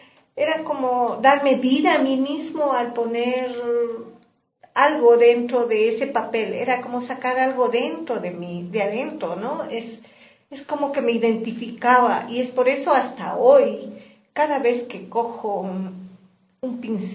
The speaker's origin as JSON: {"language": "Spanish", "country": "Ecuador", "also_born_or_lived": "Norway", "moved": "yes", "said": "cuando estuve en Noruega, cuando salí de aquí de Ecuador en el 2000"}